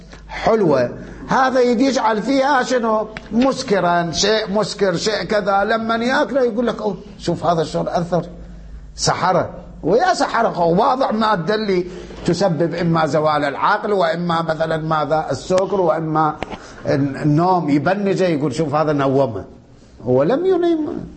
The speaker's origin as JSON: {"language": "Arabic", "country": "Iraq", "said": "احنا عندنا بالعراق كان يقولوا له ملبس"}